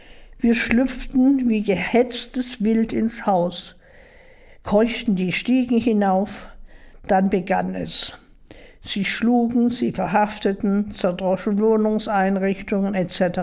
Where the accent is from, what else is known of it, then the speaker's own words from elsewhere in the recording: Dresden, Saxony, Germany; ich bin eine Dresdnerin und mein Schicksal hat sich in Dresden abgespielt.